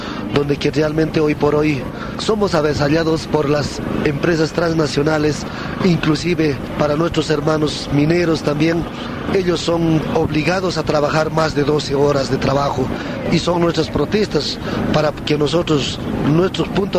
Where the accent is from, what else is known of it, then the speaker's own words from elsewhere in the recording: Oruro, Bolivia; soy de la provincia Popó del departamento de Oruro. Soy boliviano.